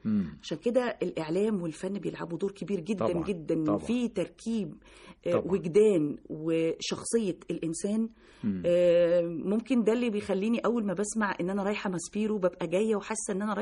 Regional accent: Oran, Oran Province, Algeria; born there; مواليد وهران الباهية. يعني اللي هي اسكندرية عندنا في مصر هنا.

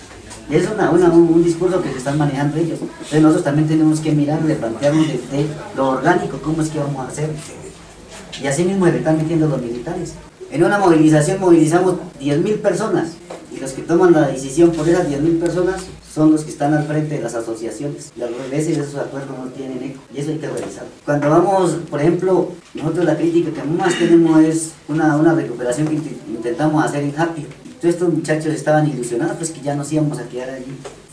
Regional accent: Corinto, Cauca, Colombia; yo soy de Corinto, pase allá.

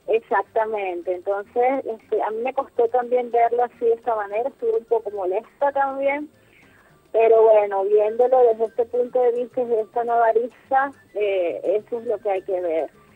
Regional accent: Venezuela; nos duele a los venezolanos

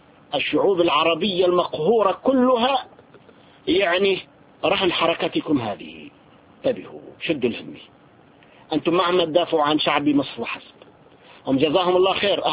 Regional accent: Syria; نحن عندنا في سوريا

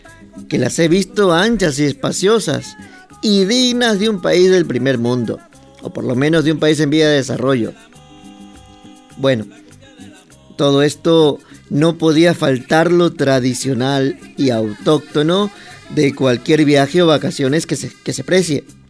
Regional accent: Ecuador; ahora que he vuelto, pues da gusto ver por las carreteras de mi patria chica, que es así como yo llamo a mi Ecuador

